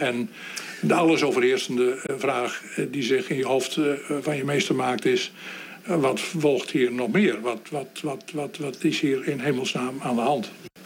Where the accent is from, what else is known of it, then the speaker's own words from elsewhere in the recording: Netherlands; En ik als Nederlander heb het er ook heel moeilijk mee.